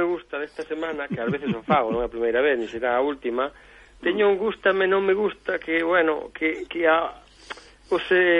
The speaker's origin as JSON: {"language": "Galician", "region": "Galicia", "country": "Spain", "said": "Como galego, uh-huh. Como bo galego..."}